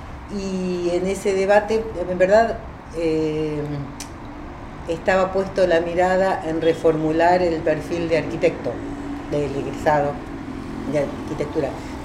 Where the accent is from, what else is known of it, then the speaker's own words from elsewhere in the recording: Mar del Plata, Buenos Aires Province, Argentina; born there; Y bueno, años más tarde nací yo acá en Mar del Plata. O sea, yo soy de la familia, soy la única que nació acá.